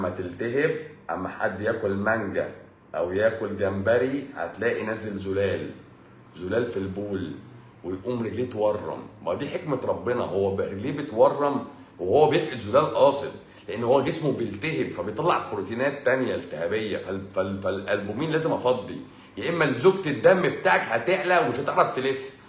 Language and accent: Arabic; Egypt; بس احنا مصريين بقى حرف السين بيبقى تقيل، بقى تقيل على لساننا